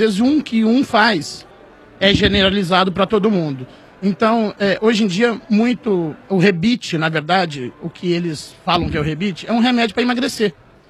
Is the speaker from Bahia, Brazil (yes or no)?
no; Ponta Grossa, Paraná, Brazil; Eu sou de Ponta Grossa, do lado de Melo Rego, perto do Timbó com fumo.